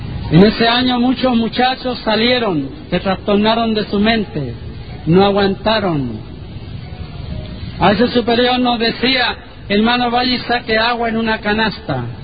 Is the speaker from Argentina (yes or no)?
no; Texas, United States; mis abuelos, que son los que me criaron en Texas